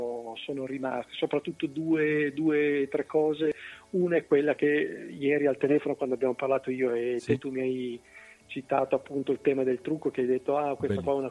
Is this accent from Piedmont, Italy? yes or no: yes; Cuneo, Piedmont, Italy; io sono di Cuneo